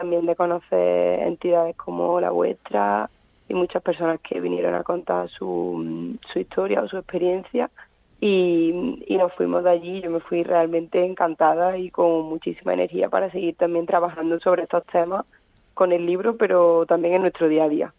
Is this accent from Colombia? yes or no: no; Córdoba, Andalusia, Spain; yo soy de Córdoba, el libro empieza un poco allí, hablando también de a lo mejor de mi experiencia, de mis recuerdos.